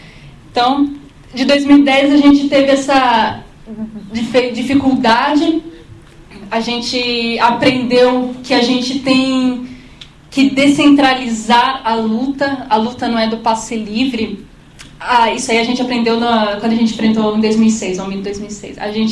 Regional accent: São Paulo, Brazil; eu sou da Zona Norte, aí sair da Zona Norte para qualquer lugar é difícil, né?

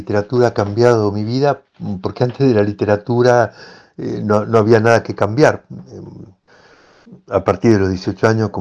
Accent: Córdoba, Argentina; Soy de Argentina, nací en la ciudad de Córdoba, la segunda del país en habitantes, una ciudad de cierta tradición colonial, colonial española, un poco diferente a lo que es Buenos Aires

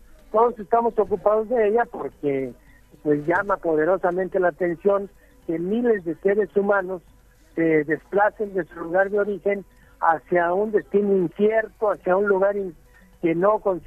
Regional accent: Mexico; un enemigo formidable que somos los mexicanos, ¿no?

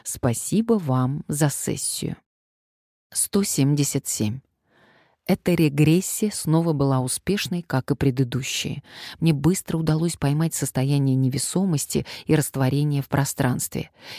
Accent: Ukraine; now in Switzerland; Я из Украины, и сейчас временно с семьей живу в Швейцарии с мужем и детьми, но сердце мое на Украине.

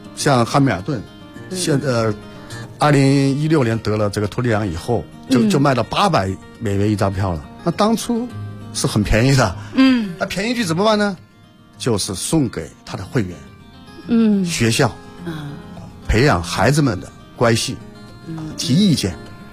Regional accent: China; 我们中国人

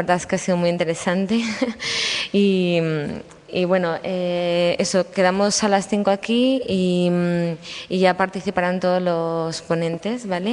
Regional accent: Spain; mi pueblo es fronterizo con Portugal

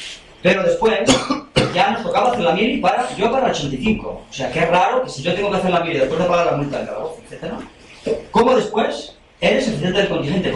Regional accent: Ourense, Galicia, Spain; yo soy de Orense, una de las provincias de Galicia, cerca de Zamora.

